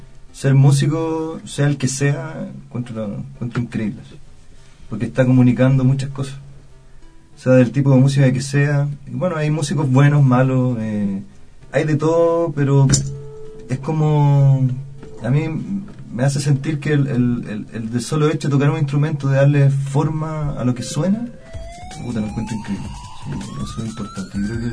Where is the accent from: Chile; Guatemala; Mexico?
Chile; Maipú, Santiago Metropolitan; born there; Yo, de hecho, en Maipú, donde yo nací